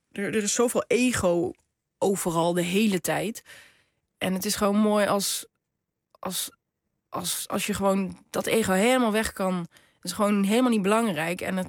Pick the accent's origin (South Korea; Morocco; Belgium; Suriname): Morocco; ik ben gewoon een Marokkaanse vrouw ook.